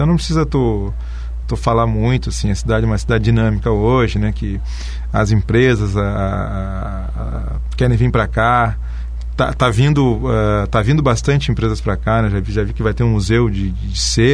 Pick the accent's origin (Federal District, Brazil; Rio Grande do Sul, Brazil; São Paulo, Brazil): Rio Grande do Sul, Brazil; Porto Alegre; now in Foz do Iguaçu, Brazil; A minha cidade natal, Porto Alegre, tem problemas e muitos.